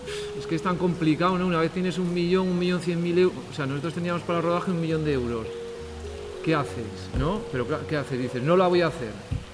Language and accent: Spanish; Tudela, Navarre, Spain; Pero bueno, yo soy de Tudela, de Navarra y soy muy cabezón.